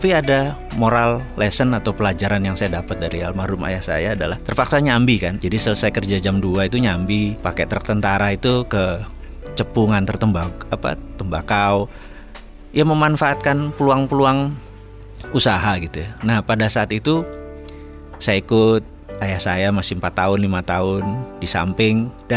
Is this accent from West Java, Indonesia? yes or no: no; Malang, East Java, Indonesia; also born or lived in Madiun; saya lahir di Mospati, di Madiun, asli Malang.